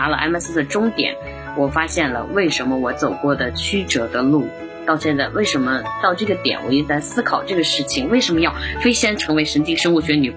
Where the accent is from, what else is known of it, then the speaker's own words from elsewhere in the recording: Datong, Shanxi, China; born there; 因为我是出生在山西的这么大同的某一个小农村里面